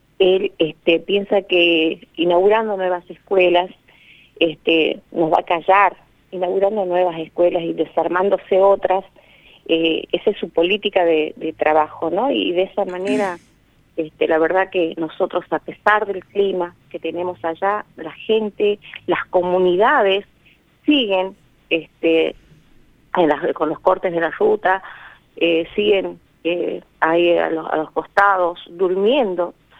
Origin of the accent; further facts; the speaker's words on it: La Quiaca, Jujuy, Argentina; nosotros allá en el norte, nosotros somos específicamente de La Quiaca, y bueno, ahí tenemos una temperatura que tenemos hasta 14 grados bajo cero, llegamos hasta 17 grados bajo cero